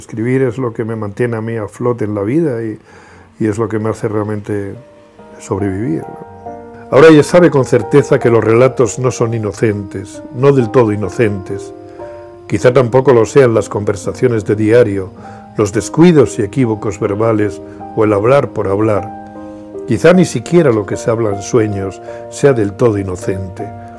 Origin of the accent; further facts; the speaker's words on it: Extremadura, Spain; En mi infancia, en la Extremadura de los años 50, su mundo no tiene nada que ver con el de hoy. No teníamos luz eléctrica, no teníamos agua corriente.